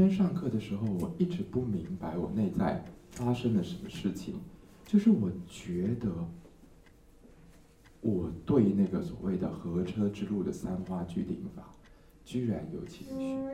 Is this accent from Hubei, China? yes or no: no; Guangdong, China; Chinese is a second language; 但是我们广东人读书的时候才讲的话